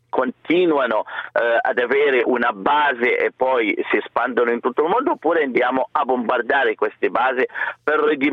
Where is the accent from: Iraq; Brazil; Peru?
Iraq; Mosul, Nineveh; born there; Italian is a second language; una città di 2,5 milioni di abitanti come la mia città natale Mosul in 24 ore